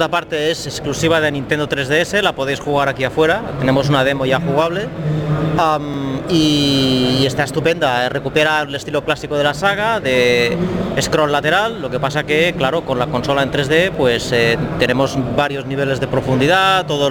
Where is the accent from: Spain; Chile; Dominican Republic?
Spain; Palamós, Catalonia; me gustaría recomendar las gambas de mi pueblo, gambas de Palamós